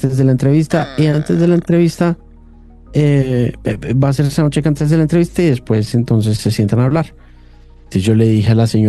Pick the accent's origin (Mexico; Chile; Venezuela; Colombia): Colombia; los colombianos somos muy regalados para ese tema de los medios.